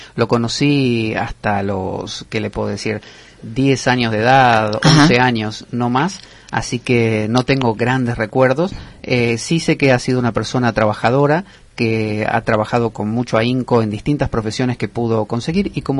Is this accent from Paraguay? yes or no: no; Argentina; La ventaja es que mientras no hablemos, nadie se da cuenta que somos argentinos.